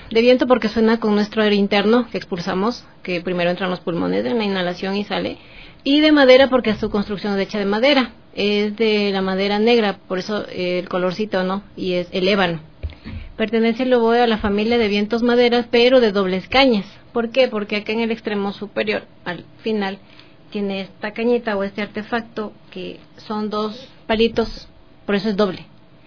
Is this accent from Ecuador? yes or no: yes; Quito, Pichincha, Ecuador; born there; nacimos nosotros allá acá en Quito.